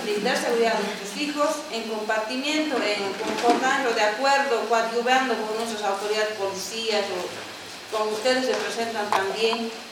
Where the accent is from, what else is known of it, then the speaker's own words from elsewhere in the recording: Bolivia; yo pienso que como ciudadana boliviana y como padre de familia que somos